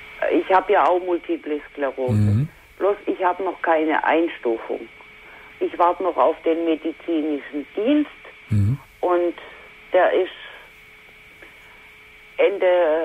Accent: Hesse, Germany; Wir sind aus Hessen.

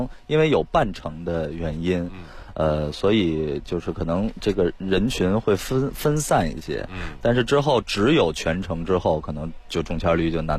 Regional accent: Beijing, China; 作为一个北京人

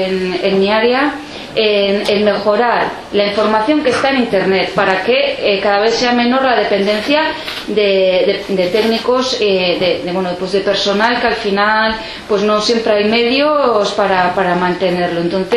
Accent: Pamplona, Navarre, Spain; now in Bidasoa, Spain; yo también soy neorrural. Yo soy de Iruña, pero elegí vivir en un pueblo también en la misma comarca que Izaskun, en el Bidasoa.

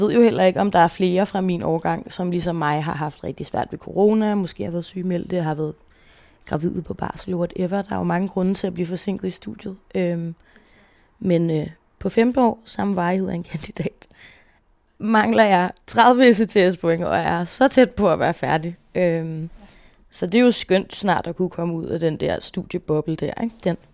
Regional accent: Copenhagen, Capital Region of Denmark, Denmark; also born or lived in Faroe Islands / Herning; Når jeg er 3, flytter mig og min mor til København, hvor vi bor. Først lidt på Nørrebro, lidt i Valby, og flytter til sidst til Vesterbro, hvor vi bor indtil jeg er 10 år gammel.

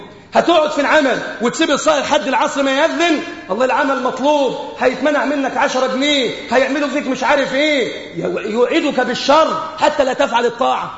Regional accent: Egypt; بلادنا مصر

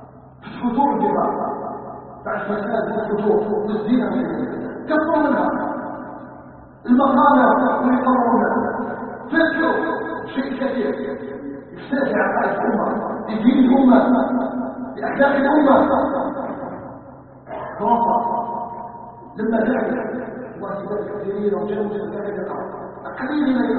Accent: Algeria; ونحن ابناء الجزائر وابناء الجزائر راضيين عن الحقائق

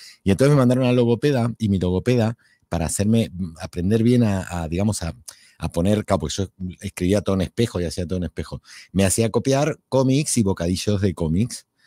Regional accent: Argentina; moved away as an adult; now in Spain; Bueno, soy hispano-argentino porque tengo las dos nacionalidades y ya ahora he cumplido este año 27 años en España.

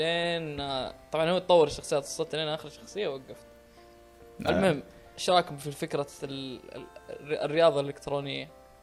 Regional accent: Saudi Arabia; اللي عندنا في السعوديه في وزاره الاتصالات

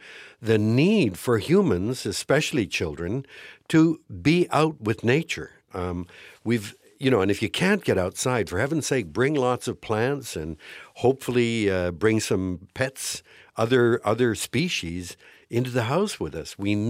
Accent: London, Ontario, Canada; I grew up in London, Ontario, and we had six of us living in a house of less than 1,000 square feet.

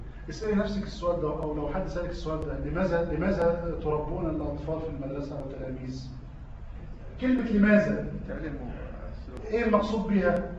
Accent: Egypt; ده ورد عندنا في مصر في فلسفه التعليم

